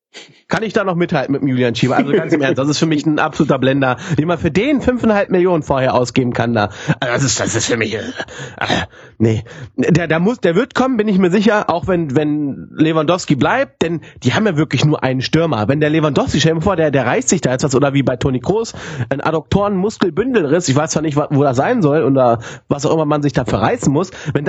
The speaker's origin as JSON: {"language": "German", "town": "Hanover", "region": "Lower Saxony", "country": "Germany", "tie": "born there", "said": "ich als geborener Hannoveraner muss sagen"}